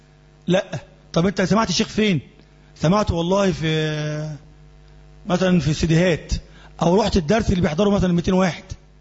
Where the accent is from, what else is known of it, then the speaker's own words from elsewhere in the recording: Egypt; بيكون مثلا ما بين هنا عندنا في مصر وبين الشمس نفسها